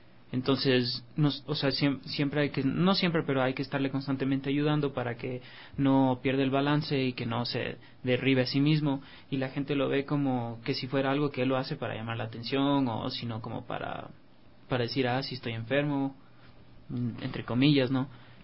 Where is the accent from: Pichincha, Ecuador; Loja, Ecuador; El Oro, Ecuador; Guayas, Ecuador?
Pichincha, Ecuador; Quito; no solo los 3 millones que estamos de aquí, que creo que somos los quiteños